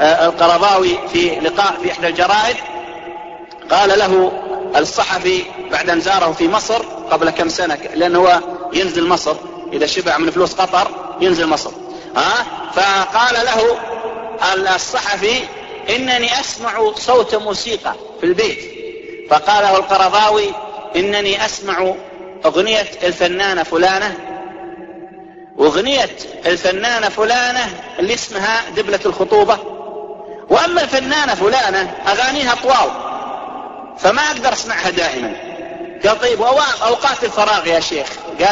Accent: Saudi Arabia; ينتشر عندنا في السعودية

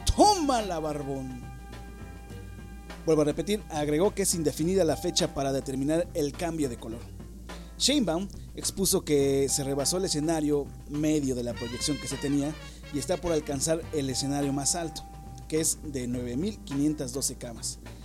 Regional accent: Mexico; a ver si como buenos mexicanos, aguantar, carnal.

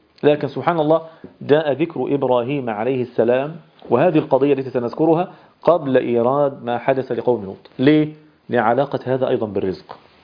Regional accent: Egypt; يعني احنا حتى عندنا في مصر كمجتمع مصري نادر جدا ما يحدث هذا الأمر

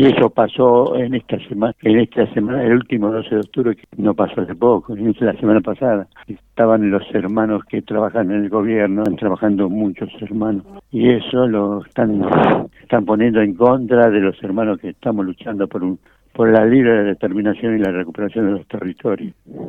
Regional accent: Yavi, Jujuy, Argentina; moved away as an adult; yo nací en Jujuy, en Yavi, y desde que tengo uso de razón he vivido hasta los 18 años en Jujuy

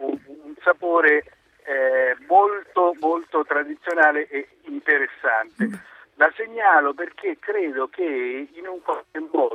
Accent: Matelica, Marche, Italy; born there; io sono nato nella provincia di Macerata, in particolare da Matelica

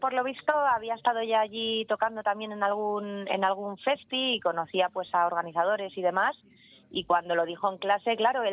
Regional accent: Madrid, Community of Madrid, Spain; yo he nacido en la Ventilla, me he criado allí y hace 9 añitos que me mudé

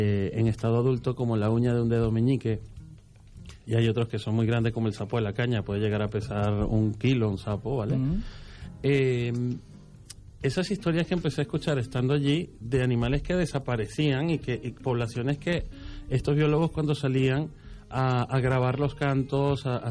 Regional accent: Venezuela; aunque yo soy de Venezuela, mis padres hace unos años que ya viven en Panamá.

